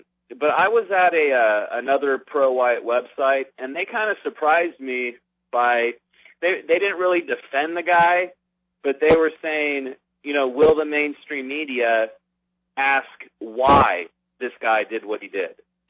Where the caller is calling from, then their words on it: Las Vegas, Nevada, United States; in Las Vegas.